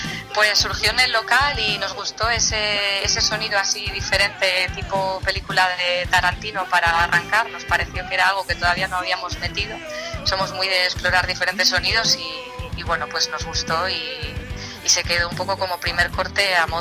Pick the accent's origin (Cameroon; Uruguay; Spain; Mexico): Spain; Oviedo, Asturias; now in Santander, Spain; yo soy de Oviedo. Llevo ya viviendo muchos años en Santander, pero vamos, que soy de allí, como está cerquina, pues nada, voy de vez en cuando.